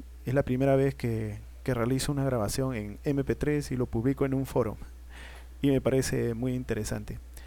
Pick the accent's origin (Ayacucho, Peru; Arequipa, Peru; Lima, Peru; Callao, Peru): Lima, Peru; Soy de Lima, Perú, estudiante universitario del tercer año de la carrera de Administración de Turismo en la Universidad Federico Villarreal, que queda ubicada en el centro de Lima.